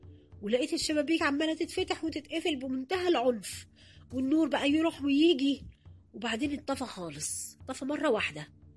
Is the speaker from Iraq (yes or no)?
no; Upper Egypt, Egypt; عشان أنا صعيدي أصلا زي أهل البلد ما كانش فيه حاجز يعني بيني وبين الناس